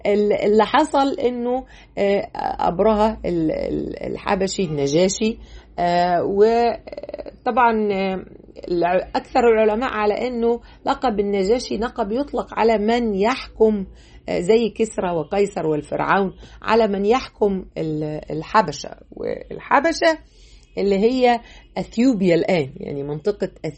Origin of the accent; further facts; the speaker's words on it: Egypt; مفروض احنا بقى كمصريين نهتم بهذا البعد بتاعنا